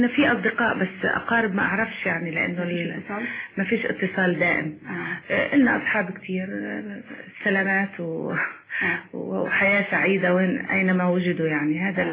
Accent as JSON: {"language": "Arabic", "country": "Jordan", "said": "من الاردن."}